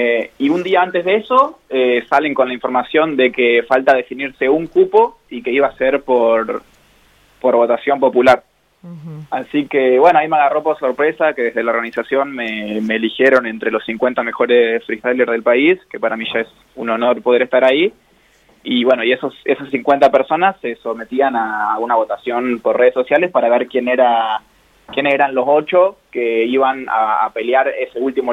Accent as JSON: {"language": "Spanish", "town": "Realicó", "region": "La Pampa", "country": "Argentina", "said": "yo soy de Relicó, que tiene 10.000 habitantes, y por ahí, al ser un pueblo tan chico, como que tiene mucho eso de sentido de pertenencia, ¿no?"}